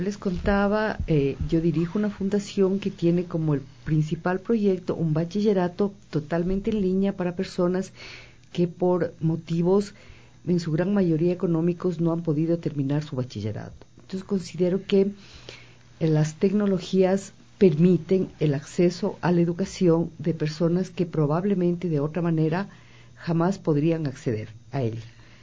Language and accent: Spanish; Ecuador; Sí, yo soy ecuatoriana.